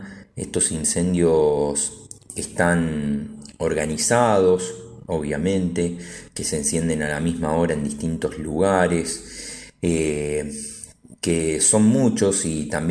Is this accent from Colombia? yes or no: no; Rosario, Santa Fe, Argentina; los que somos rosarinos